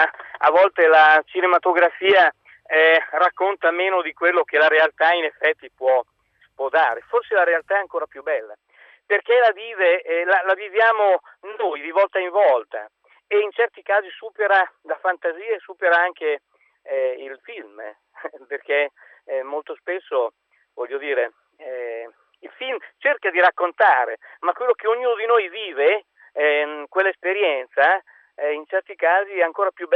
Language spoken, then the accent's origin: Italian; Emilia-Romagna, Italy; anche se io non sono napoletano, sono emiliano